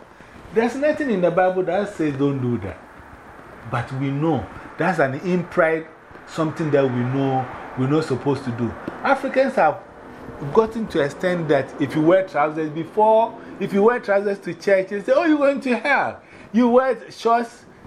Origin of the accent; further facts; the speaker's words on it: Mankessim, Central Region, Ghana; I was one of the members in Mankisim, my hometown, when they started the Anglican church.